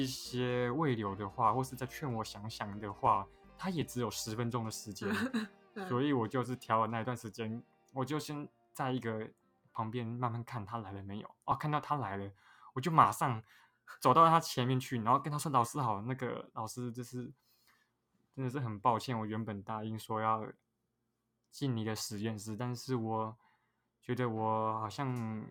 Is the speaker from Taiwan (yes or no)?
yes; Taiwan; accent: Taiwanese Mandarin; 台湾腔的台湾国语。